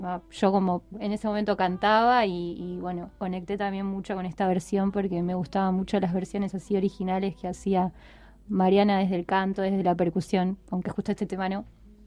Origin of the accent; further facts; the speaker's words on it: La Plata, Buenos Aires Province, Argentina; yo soy de La Plata